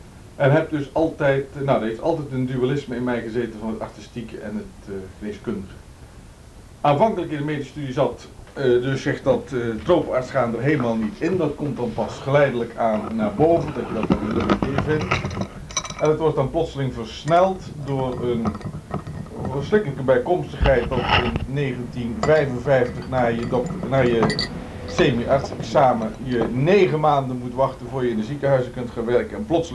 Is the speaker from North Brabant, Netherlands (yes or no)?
yes; 's-Hertogenbosch, North Brabant, Netherlands; born there; Geboren in Den Bosch, 1931. Ik ben geboren uit een artistiek nest